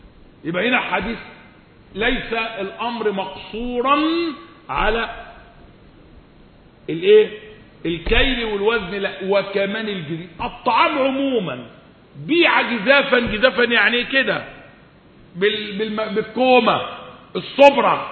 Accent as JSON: {"language": "Arabic", "country": "Egypt", "said": "يعني اللغة العامية عندنا في مصر معبرة قوي عن الواقع الجديد"}